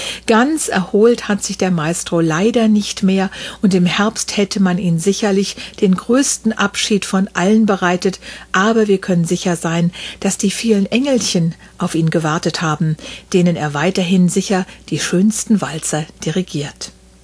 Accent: Wiesbaden, Hesse, Germany; in meiner Heimatstadt Wiesbaden

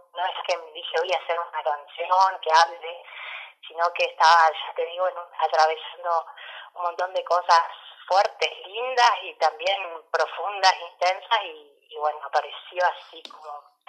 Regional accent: La Paz, Argentina; yo de chiquita acá viviendo en La Paz, porque yo soy oriunda de acá de La Paz

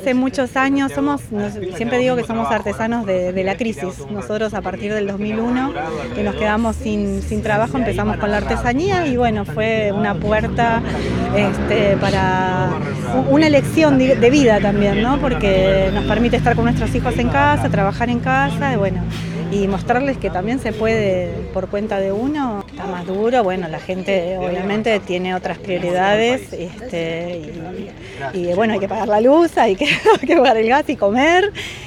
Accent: Mar del Plata, Buenos Aires Province, Argentina; Bueno, vinimos en familia esta vez, somos de Mar del Plata.

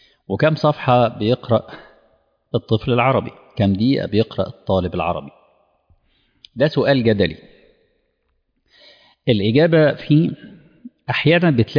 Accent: Egypt; احنا عندنا في مصر كان مشروع مشهور جدا للقراءة للجميع

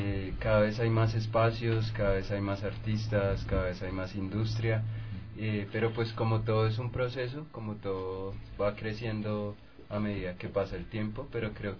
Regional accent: Ecuador; En mi país también pasa un montón que la industria se la está llevando el reggaetón

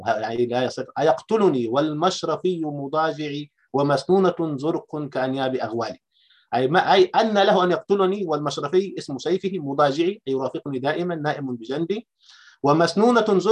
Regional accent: Upper Egypt, Egypt; أنا كريفي صعيدي عاصرت فكرة العرجون

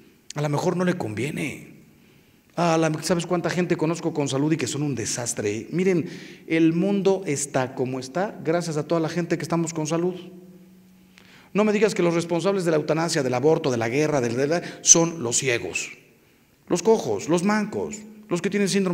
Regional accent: Mexico; los que salimos ganando somos los mexicanos.

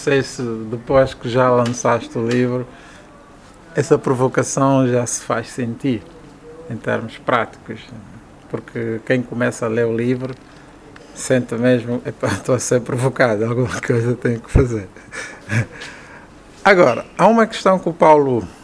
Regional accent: Golungo Alto, Cuanza Norte, Angola; eu venho da região do Kwanza Norte, do interior do Golungo Alto, e sou, digamos, da terceira geração da minha família.

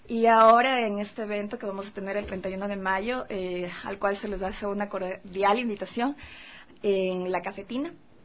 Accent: Quito, Pichincha, Ecuador; yo soy quiteña, y como se sabe, las quiteñas aquí se podría decir, o he escuchado mucho, que somos mojigatas

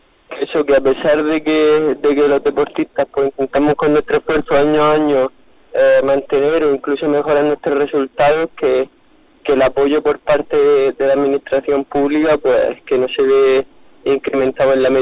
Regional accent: Region of Murcia, Spain; venir a mi tierra, venir a mi provincia, a Murcia.

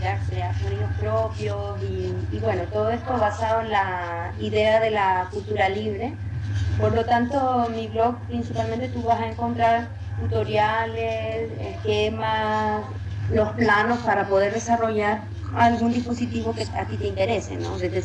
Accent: Chile; soy artista chilena en el mundo sonoro, conocida como

